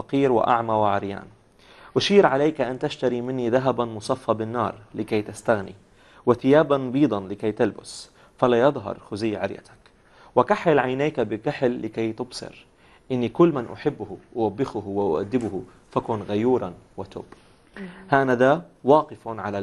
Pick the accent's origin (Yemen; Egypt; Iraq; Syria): Syria; اليوم كمان كسورية الوضع اللي عم نمرق فيه